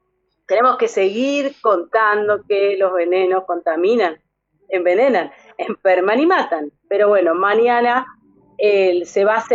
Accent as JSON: {"language": "Spanish", "town": "Pergamino", "region": "Buenos Aires Province", "country": "Argentina", "tie": "born there", "lives_now": "Exaltación de la Cruz, Argentina", "said": "yo vivo en un territorio fumigado, nací en un territorio fumigado, yo nací en Pergamino y vivo actualmente en Exaltación de la Cruz."}